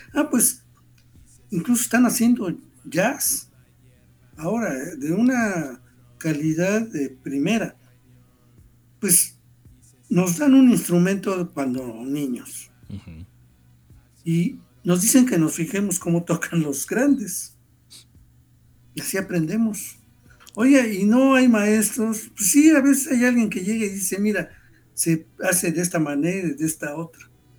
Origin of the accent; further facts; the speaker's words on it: Mexico; A mí me ha pasado que por el órale me descubren como mexicano